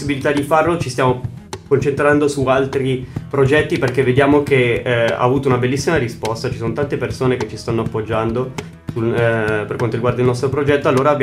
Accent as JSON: {"language": "Italian", "town": "Erba", "region": "Lombardy", "country": "Italy", "said": "Principalmente noi siamo di Erba, ma molti nostri collaboratori sono anche delle zone di Lecco e Como."}